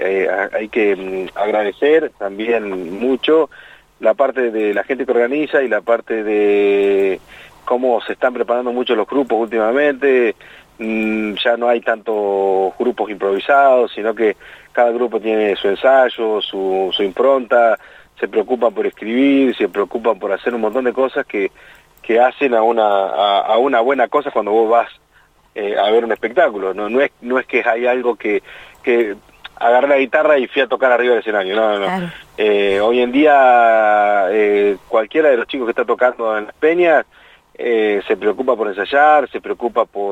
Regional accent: Anguil, La Pampa, Argentina; Yo soy de Anil. Pero recién salí de trabajar y me vine para acá, por eso.

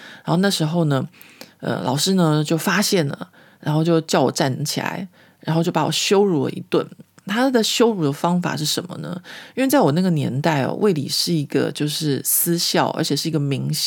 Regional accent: Taiwan; 已经在我在台湾成长的过程里面，我自己感觉到

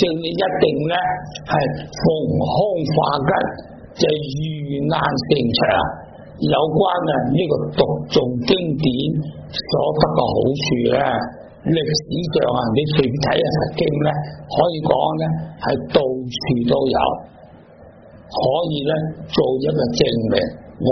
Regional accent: Tibet, China; 就好像我们西藏人，我们对那些屋契对那些债券对那些股票尊重呢

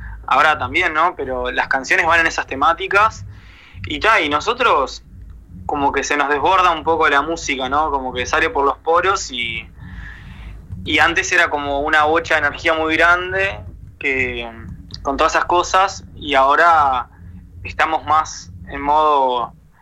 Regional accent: La Paloma, Rocha, Uruguay; Como nos criamos principalmente en La Paloma

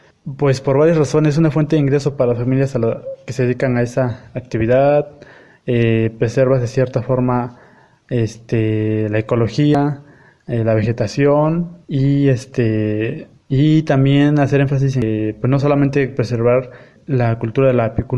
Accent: Xochitlán de Flores Magón, Oaxaca, Mexico; Soy del municipio de Los Xochitlán de Flores Magón, en la región cañada del estado de Oaxaca, en la Sierra Mazateca.

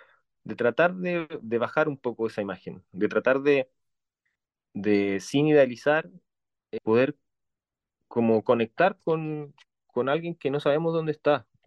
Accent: Chile; Esta historia de nuestra historia reciente como chilenos

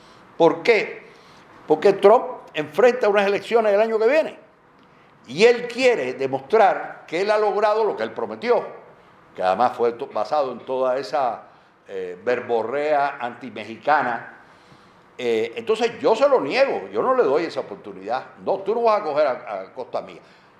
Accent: Cuba; a pesar de que soy cubano y era un tema mexicano

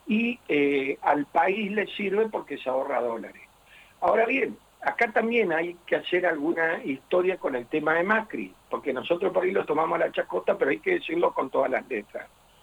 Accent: Argentina; tenemos que sentir orgullo como argentinos

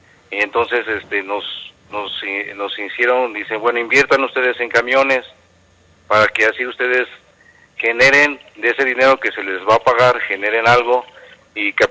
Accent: Atenco, State of Mexico, Mexico; me decía la gente, ¿de dónde vienes? Soy de Atenco.

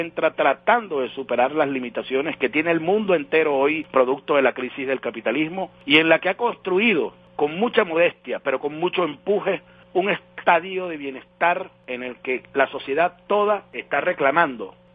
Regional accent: Venezuela; a nosotros nos hizo definitivamente sentirnos orgullosos como venezolanos.

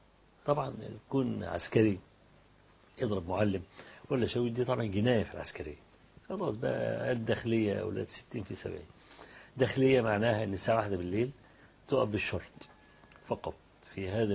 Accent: Egypt; فأنت من مصر؟ قلت له أنا من مصر

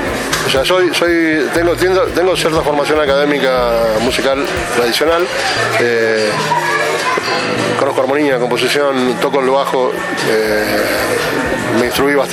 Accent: Lomas de Zamora, Buenos Aires Province, Argentina; born there; nací en Loma de Zamora hace casi 59 años, en La Parva.

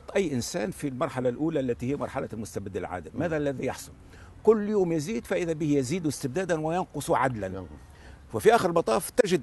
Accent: Tunisia; سأمارس الحق حقي الدستوري كتونسي

